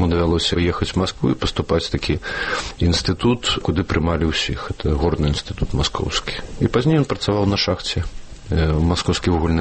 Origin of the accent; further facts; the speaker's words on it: Minsk, Belarus; Я Мінчук. Я нарадзіўся ў Мінску. А жылі мы спачатку на бульвары Шэўчэнкі, а пазней пераехалі на Камароўку, калі мне было 5 гадоў. Так што для мяне Мінск безумоўна родны горад, які я люблю і нават ведаю.